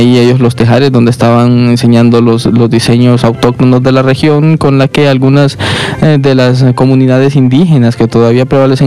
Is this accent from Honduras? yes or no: yes; Honduras; es parte de la cultura de nuestro país, de identificarnos como hondureños